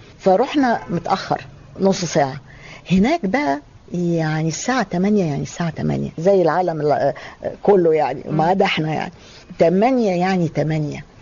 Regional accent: Egypt; accent: Egyptian; أي حد يسمع لهجتنا المصرية يكاد يبكي

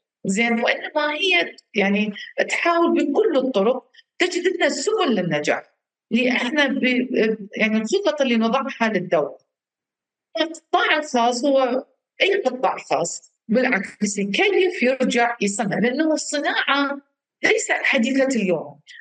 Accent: Iraq; يعني الوقود كلش مهم عندنا بالعراق

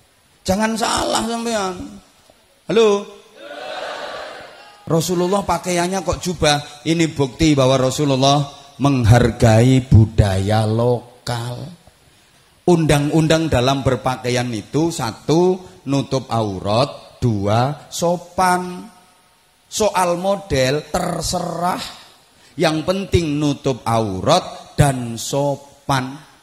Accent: Indonesia; Aku mencintai Indonesia karena aku dilahirkan di Indonesia.

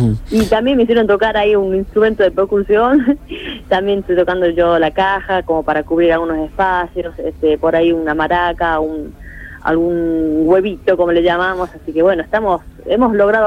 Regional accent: La Rioja, Argentina; now in Buenos Aires, Argentina; lo que me está gustando, apasionando en Buenos Aires, es el poder devolver de alguna manera todo lo que mi tierra, La Rioja, me ha entregado.

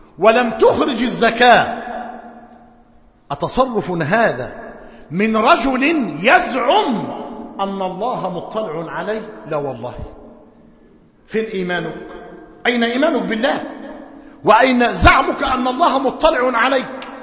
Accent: Egypt; ونحن في موسم في قريتنا وفي قرى مصر موسم حصاد القمح

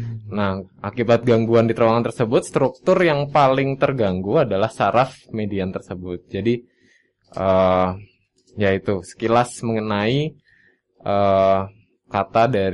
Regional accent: Bogor, West Java, Indonesia; now in Sleman, Indonesia; Saya aslinya Bogor.

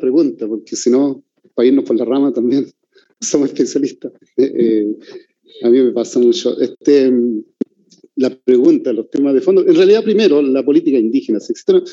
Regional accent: Araucanía, Chile; yo vengo de Ralipicha, del LOF, que está ahí enclavado en el territorio de Boroa, cerca de lo que se llama la Comuna Nueva Imperial.

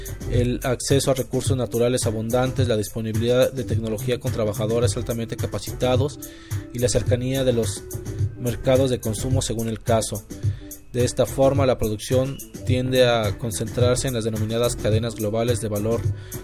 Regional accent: Mexico; en donde nosotros como mexicanos estamos incluidos.

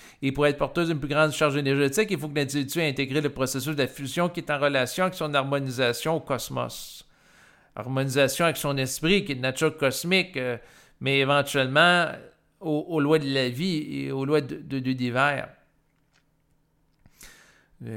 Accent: Quebec, Canada; puis je suis du Québec. Je ne suis pas au Congo présentement, je ne suis pas en Afghanistan.

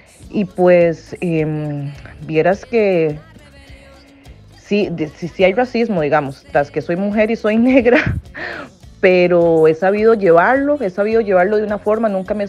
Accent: Jicaral, Puntarenas, Costa Rica; Yo soy afrodescendiente, mi papá es de Limón, pero yo me crié con mi familia en Punta Arenas, en Jicaral de Punta Arenas, que es al otro lado como el Golfo.

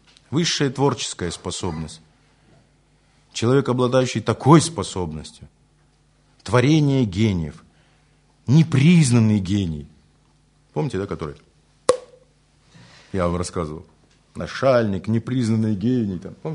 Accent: Buryatia, Russia; Я говорю, ну, я же бурят там

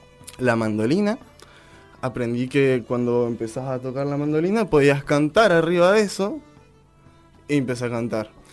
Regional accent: Guaymallén, Mendoza, Argentina; Soy de Guaymallén.

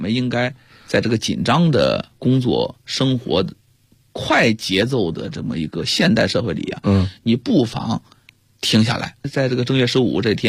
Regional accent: China; 我们中国人的这个文化水平逐渐提高，

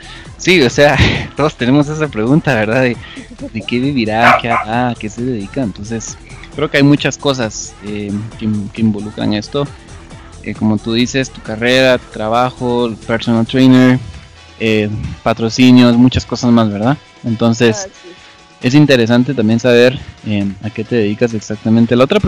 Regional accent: Guatemala; es un orgullo para nosotros, como chapines, como guatemaltecos

